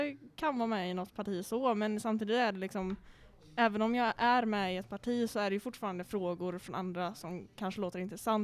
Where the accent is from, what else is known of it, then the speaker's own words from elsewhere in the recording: Ale, Västra Götaland County, Sweden; och jag kommer från Ale där jag är med i ungdomsrådet.